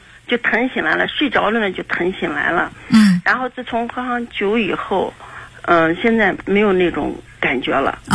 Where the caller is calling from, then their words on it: Jiuquan, Gansu, China; 我是甘肃酒泉的。